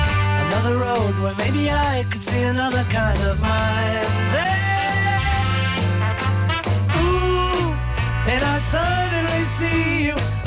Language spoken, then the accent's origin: Dutch; Netherlands; Garnalenvisserij, daar zijn we natuurlijk ontzettend trots op als Nederlanders.